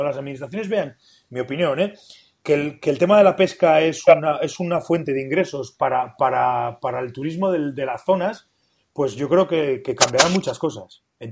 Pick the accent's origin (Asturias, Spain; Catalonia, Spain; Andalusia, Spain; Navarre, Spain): Navarre, Spain; Pamplona; yo soy de Pamplona y estamos en Navarra